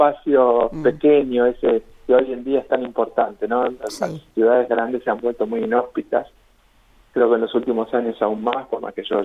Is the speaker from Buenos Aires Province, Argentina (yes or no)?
no; Ingeniero Luiggi, La Pampa, Argentina; moved away as an adult; Sí, sí. Soy el pampeano de Ingeniero Luigi.